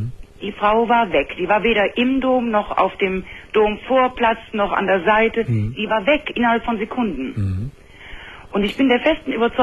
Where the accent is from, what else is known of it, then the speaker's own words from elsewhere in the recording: Cologne, North Rhine-Westphalia, Germany; Und wir sind Kölner